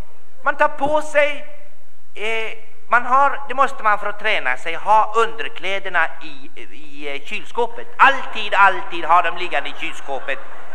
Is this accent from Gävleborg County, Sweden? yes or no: no; Kalmar, Kalmar County, Sweden; born there; Jag är ju född i Kalmar.